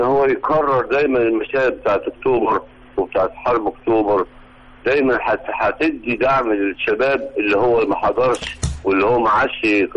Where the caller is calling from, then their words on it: Alexandria, Alexandria Governorate, Egypt; من اسكندريه